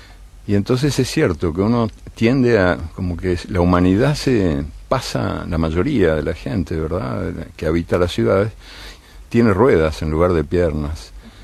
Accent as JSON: {"language": "Spanish", "country": "Uruguay", "said": "Me reconozco en algunas cosas de mi tierra, de mi ciudad. En el ritmo lento, me gusta. Me gusta ser lento. Soy lento también para... Las vacas uruguayas, sabes que son de parición lenta."}